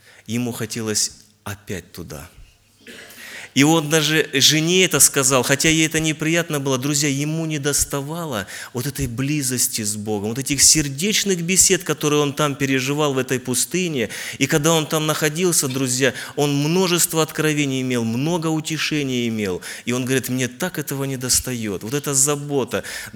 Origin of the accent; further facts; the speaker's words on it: Luhansk Oblast, Ukraine; Я с Украины, с Луганской области. Город Луганский, есть это областной центр, и я сам с области. Женат, у меня трое детей, в церкви служения Благовестника.